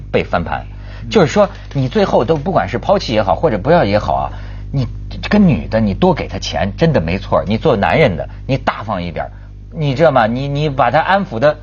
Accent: China; 他看到我是大陆人，他办证件

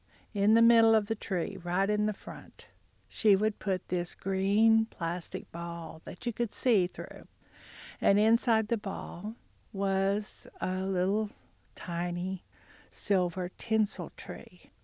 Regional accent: Hulbert, Oklahoma, United States; I grew up in Hulbert, which is in the western part of Cherokee County. That's where all of my mother's side of the family lived.

